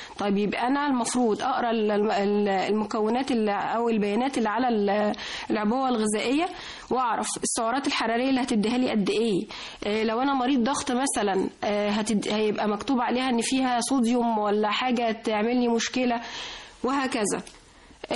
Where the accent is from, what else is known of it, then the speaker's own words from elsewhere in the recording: Egypt; أنا كمستهلك مصري إزاي إن أنا أقنن احتياجاتي